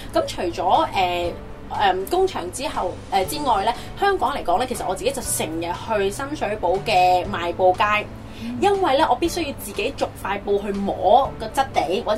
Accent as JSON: {"language": "Cantonese", "town": "Zhaoqing", "region": "Guangdong", "country": "China", "tie": "born or raised there", "said": "我爷爷间厂在我们乡下，在我们家乡，在肇庆那里的。"}